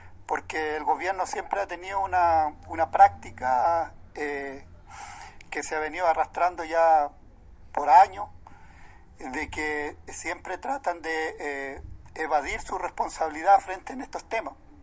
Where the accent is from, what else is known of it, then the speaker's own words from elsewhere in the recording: Huerqueno, Biobío, Chile; soy de Huerqueno, mensajero de las comunidades de la zona de Arauco